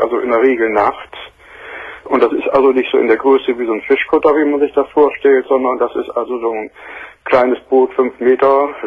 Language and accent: German; Bremen, Germany; moved away; da ich ja nun neu bin hier oben, ich bin hier vor 4 Jahren erst hergezogen, ich bin von Hause aus, bin ich Bremer